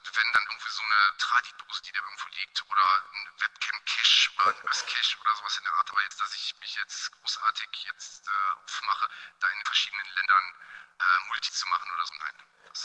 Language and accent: German; North Rhine-Westphalia, Germany; ich komme jetzt so aus der Nähe von Düsseldorf.